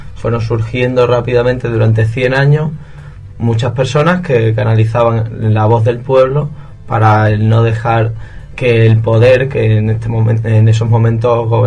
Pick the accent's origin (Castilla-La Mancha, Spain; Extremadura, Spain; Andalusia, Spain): Extremadura, Spain; Cáceres; De Extremadura, que es una región que está entre Madrid y Portugal. Y nuestra ciudad es Cáceres, que sería el norte de la región, que está justamente, si trazas una línea recta, Madrid-Lisboa, en el medio está Cáceres.